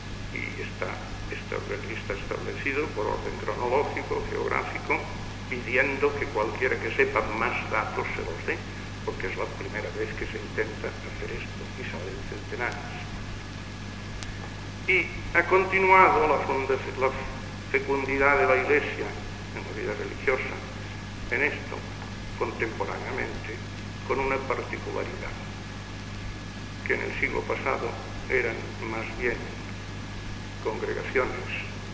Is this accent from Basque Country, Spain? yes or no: no; Catalonia, Spain; En mi tierra catalana, la tierra de España, en el siglo pasado se fundaron bastantes congregaciones.